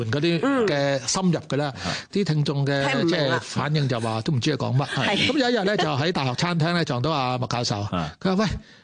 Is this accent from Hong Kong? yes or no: yes; Hong Kong; 因为我系土生土长，就算点都好啦，咁我都觉得。应该翻嚟嘅，咁唔系90年毅然翻咗嚟咯。